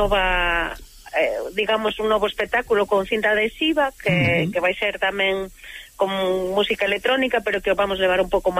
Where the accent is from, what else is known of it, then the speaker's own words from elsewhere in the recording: Vigo, Galicia, Spain; que son de Vigo, en 20 minutos estou en Valencia